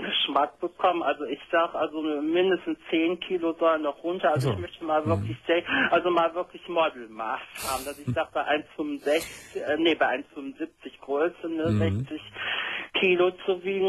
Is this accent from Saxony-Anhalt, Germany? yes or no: no; Cologne, North Rhine-Westphalia, Germany; obwohl ich gerade mal so 10 Kilometer von Köln weg wohne, ich bin seit fast 20 Jahren nicht mehr in Köln, in meiner Heimatstadt.